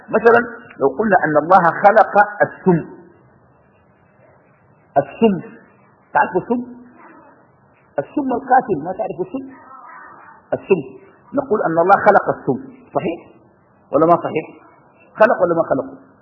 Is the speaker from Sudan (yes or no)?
yes; Sudan; وإن أنا آتي من السودان ونلتقي في هذه الساعة